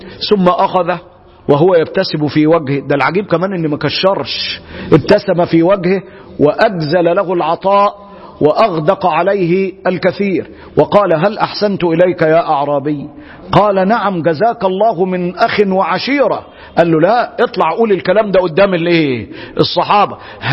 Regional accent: Egypt; زي ما بيقولوا عندنا في مصر

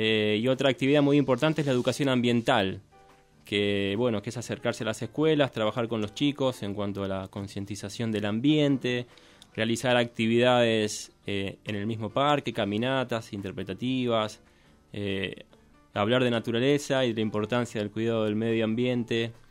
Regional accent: Merlo, Buenos Aires Province, Argentina; Yo soy de Buenos Aires, de Merlo, de la provincia de Buenos Aires.

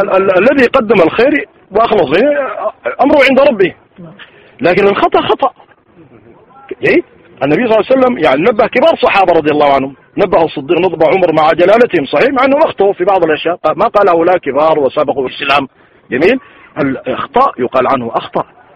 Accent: Sudan; كما يقول عندنا في السودان المثل

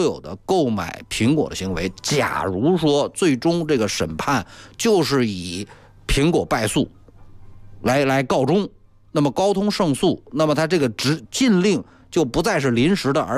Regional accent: China; 作为中国人

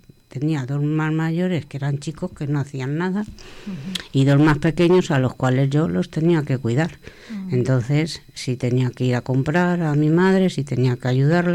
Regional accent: Madrid, Community of Madrid, Spain; born there; Yo nací en Madrid y bueno, me he jugado con mis hermanos.

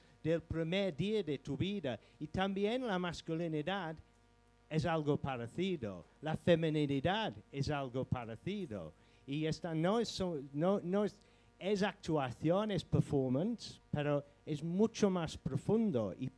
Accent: England, United Kingdom; first language en; Spanish is a second language; mira, yo soy inglés, hablo inglés, no castellano, como es obvio.

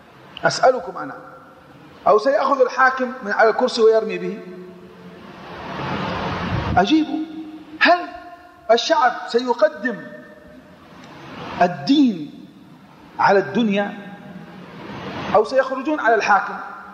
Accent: Yemen; عندنا في اليمن مثلا

